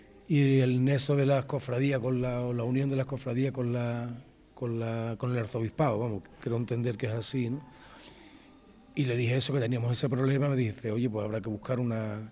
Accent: Jerez de la Frontera, Andalusia, Spain; now in Valladolid, Spain; 40 años de cofrade en Jerez de la Frontera, en mi tierra, pero 6 años aquí en Valladolid

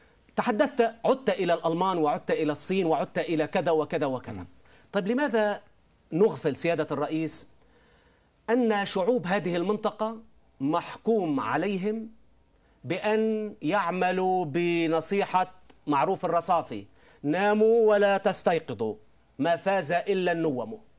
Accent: Syria; كانوا يرفعون شعارات قومجية عندنا في سوريا مثلا

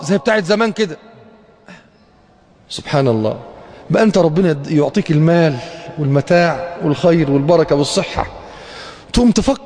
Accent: Egypt; ما مرتش بالذات عندنا في مصر بمثل هذه الاثار

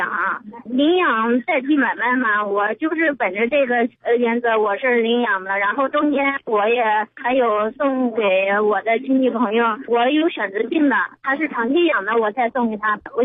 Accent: Anhui, China; now in Beijing, China; 我老家安徽的。

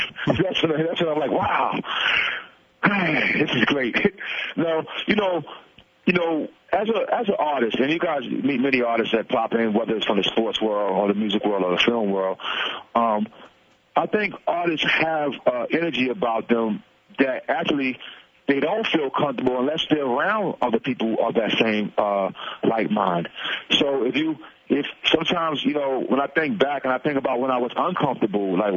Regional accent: Brooklyn, New York, United States; also born or lived in Staten Island; Growing up in Brooklyn, Brownsville, and Staten Island, I didn't have a lot of optimism.

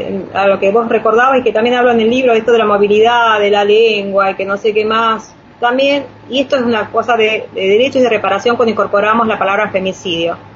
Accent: Palermo, Buenos Aires, Argentina; Yo soy de Palermo

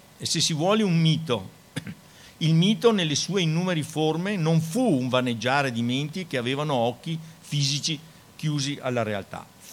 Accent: Schio, Veneto, Italy; un compagno di Schio, da cui io vengo, cittadina del Veneto da cui io vengo.

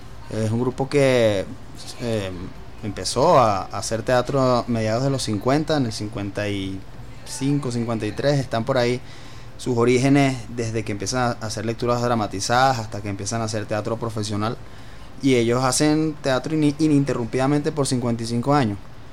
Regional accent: Venezuela; como ciudadanos venezolanos

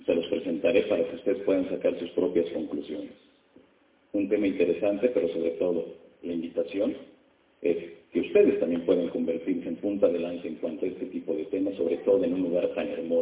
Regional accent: Mexico; a partir de 1991, en mi país, México, surge la cultura por voltear hacia el cielo

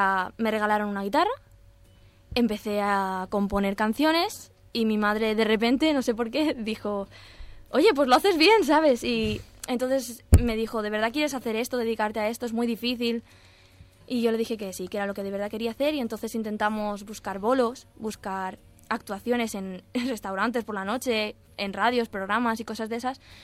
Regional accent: Alicante, Valencian Community, Spain; Pues yo soy de Alicante, entonces... Pero intento salir de aquí

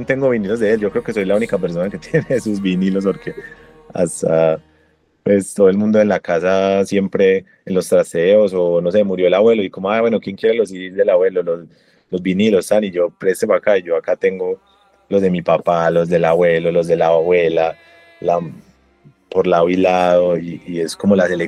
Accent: Antioquia, Colombia; Y yo sí me crié por Santa Mónica.

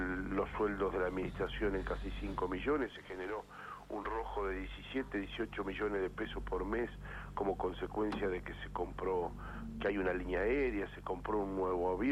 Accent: Gualeguaychú, Entre Ríos, Argentina; Estoy en mi pueblo, que es Gualeguaychú.

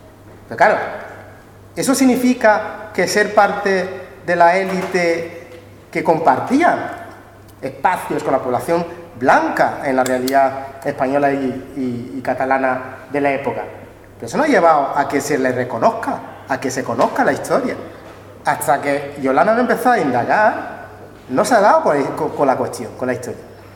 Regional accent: São Tomé & Príncipe; Está más cerca de mi tierra, de Santo Tomé y Príncipe.

